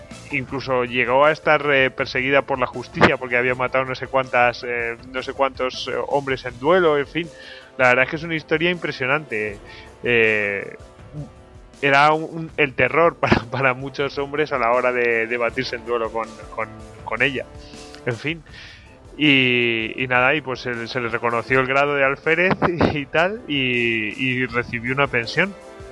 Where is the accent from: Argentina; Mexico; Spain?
Spain; Yo que soy español y puedo criticar un poco a los ingleses